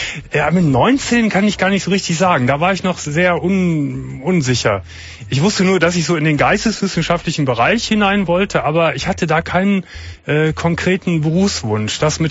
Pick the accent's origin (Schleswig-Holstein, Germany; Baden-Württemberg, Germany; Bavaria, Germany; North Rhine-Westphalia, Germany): North Rhine-Westphalia, Germany; Gummersbach; Ich komme aus dem Land, kann man das nicht sagen, aber aus einer kleinen Stadt im Oberbergischen, aus Gummersbach.